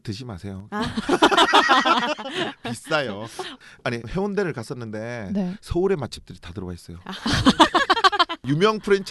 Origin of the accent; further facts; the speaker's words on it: Busan, South Korea; 저 원래 고향이 부산이에요.